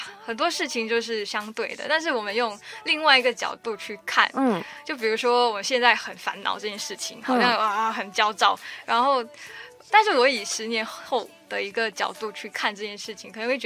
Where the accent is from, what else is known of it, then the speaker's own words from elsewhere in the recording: Singapore; 因为我是新加坡人嘛，我不是英语那个英语系的国家